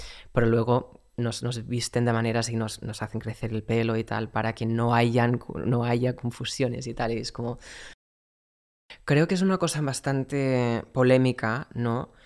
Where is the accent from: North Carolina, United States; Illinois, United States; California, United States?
North Carolina, United States; Spanish is a second language; Soy de Carolina del Norte, que es una zona bastante conservadora y bastante religiosa también